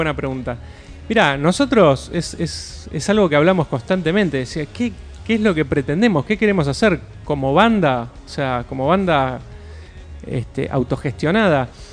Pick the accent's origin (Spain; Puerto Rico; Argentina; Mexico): Argentina; Avellaneda, Buenos Aires Province; somos en mayoría de Avellaneda, de Sarandí